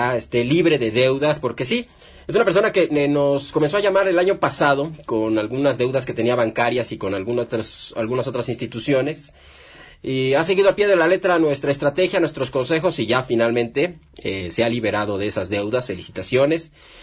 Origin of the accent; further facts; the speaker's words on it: Mexico; que son nuestras principales fuentes de ingresos como mexicanos